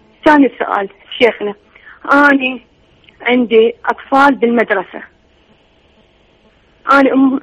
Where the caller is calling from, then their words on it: Iraq; من العراق.